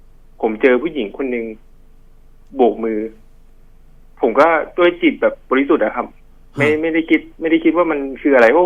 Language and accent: Thai; Bangkok, Thailand; คือผมอ่ะเกิดที่กรุงเทพแล้วก็โตที่กรุงเทพมาช่วงหนึ่ง